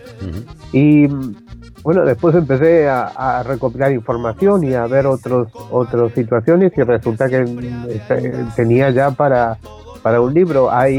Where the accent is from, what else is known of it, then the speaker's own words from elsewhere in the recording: Argentina; born there; en un viaje a Argentina, donde yo nací